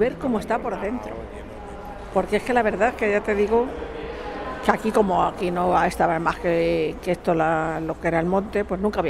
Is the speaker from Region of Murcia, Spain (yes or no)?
no; Salamanca, Castile and León, Spain; now in Madrid, Spain; Y soy de Salamanca. Y me vine aquí a Madrid, aquí hasta casa, y aquí estoy.